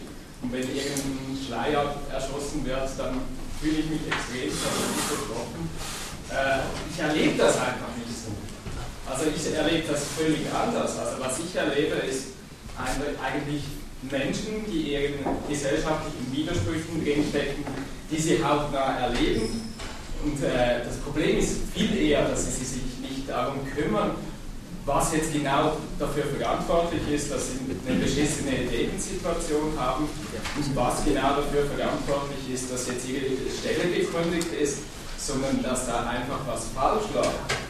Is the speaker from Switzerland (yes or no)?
yes; Switzerland; ich komme ja aus der Schweiz